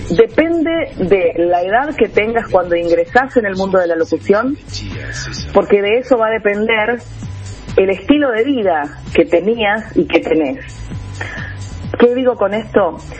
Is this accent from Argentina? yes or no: yes; Buenos Aires, Argentina; No soy cordobesa, soy porteña. Más porteña que...